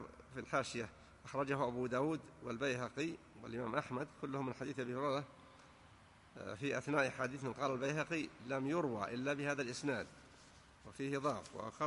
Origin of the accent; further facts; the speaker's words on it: Najd, Saudi Arabia; لكنه معروف أنه ما يشتهر عندنا في نجد بالخصوص